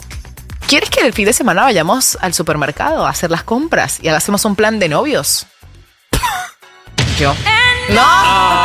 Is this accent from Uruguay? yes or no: no; Venezuela; now in Argentina; Para los que no saben, soy venezolana.